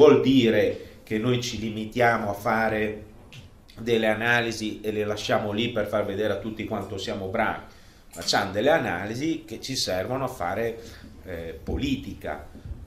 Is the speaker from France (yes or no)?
no; Russia; Italian is a second language; Noi usiamo la parola, traduciamo con Russia sia Rus che Russia, e quindi per noi russi è